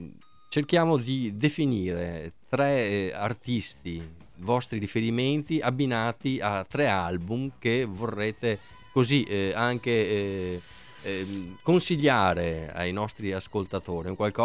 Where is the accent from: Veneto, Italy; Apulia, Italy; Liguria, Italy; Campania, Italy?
Veneto, Italy; Padua; quindi, visto che sono di Padova, direi che immediato è il contatto a questo punto, no?